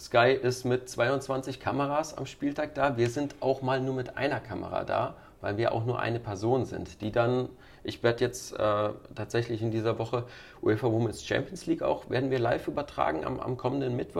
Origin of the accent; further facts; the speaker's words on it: Bonn, North Rhine-Westphalia, Germany; born there; Ich bin gebürtig aus Bonn.